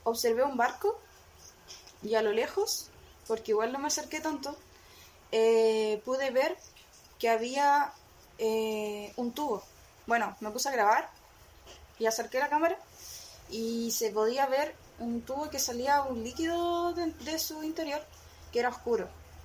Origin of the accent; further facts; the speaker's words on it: Laraquete, Biobío, Chile; Araquete, nacida y criada por acá.